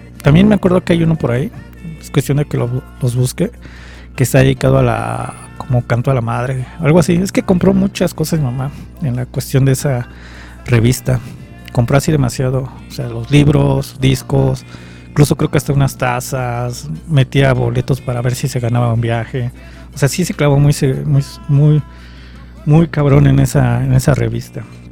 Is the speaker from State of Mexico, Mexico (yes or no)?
no; Iztapalapa, Mexico City, Mexico; pues yo también soy de Iztapa Salsa